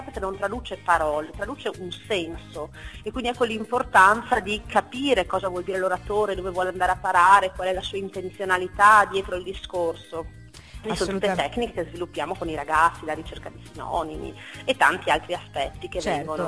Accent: Padua, Veneto, Italy; io sono padovana e parlo anche un po' della realtà

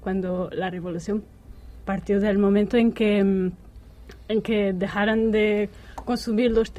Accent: Portugal; Spanish is a second language; soy portuguesa y la vida me ha traído aquí.

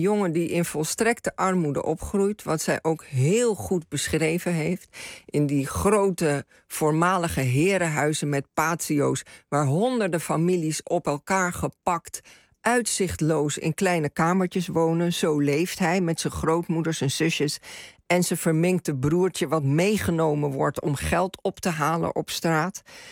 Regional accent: Suriname; En ik groeide op in Suriname, Nederlandstalig.

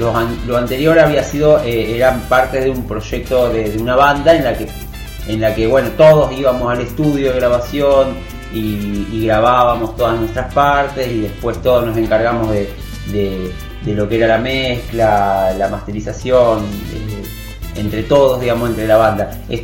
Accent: Rosario, Santa Fe, Argentina; moved away as an adult; Yo soy de Rosario, viví ahí hasta venirme acá

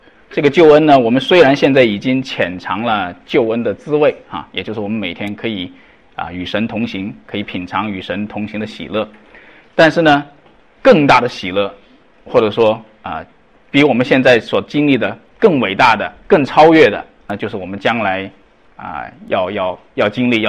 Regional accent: China; 那因为我们中国人口众多嘛哈

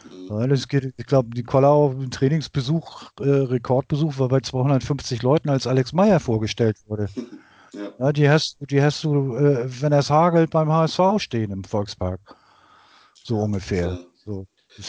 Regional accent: Cologne, North Rhine-Westphalia, Germany; now in Hamburg, Germany; so grundsätzlich als Kölner

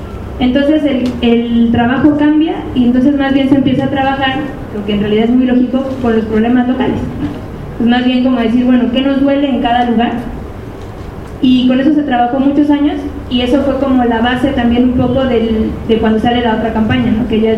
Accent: Mexico; es claro, como mexicanos, que hay un antes y un después

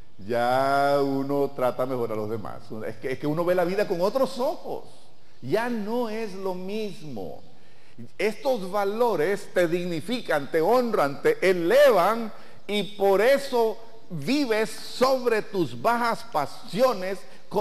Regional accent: Nicaragua; así como nicaragüenses estamos regidos por la Constitución de la República

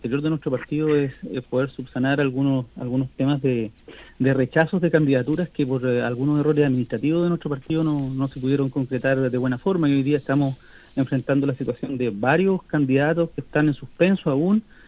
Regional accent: Constitución, Maule, Chile; Mi familia toda la vida ha sido de Constitución

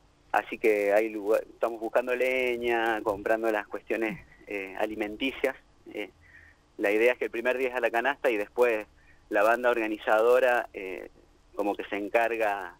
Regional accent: Mendoza, Argentina; now in Río Cuarto, Argentina; yo particularmente vivo ahora en Río Cuarto, soy de Mendoza

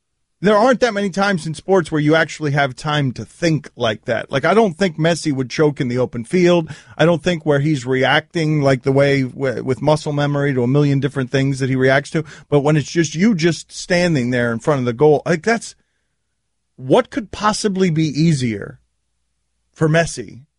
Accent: Jersey City, New Jersey, United States; born there; Yeah, I was born in Jersey City, actually.

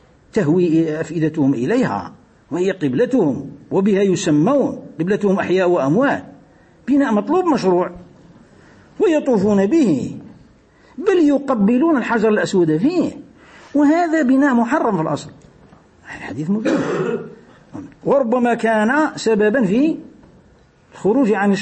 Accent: Algeria; يقولوا حتى احنا عندنا في الجزائر في بعض المواطن كي يقول لك المال

